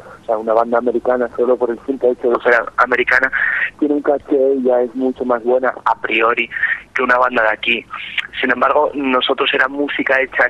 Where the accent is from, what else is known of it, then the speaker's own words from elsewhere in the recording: Asturias, Spain; somos asturianos, pero tenemos como segunda casa Valencia.